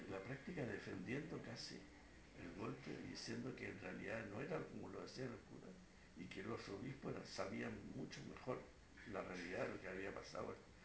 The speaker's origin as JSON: {"language": "Spanish", "country": "Chile", "said": "como los chilenos habíamos cambiado"}